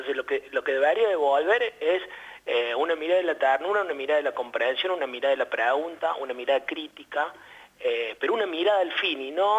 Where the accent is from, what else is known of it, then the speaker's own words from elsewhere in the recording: Córdoba, Argentina; now in Salta, Argentina; yo soy cordobés, pero ya hace algunos años que vivo en Salta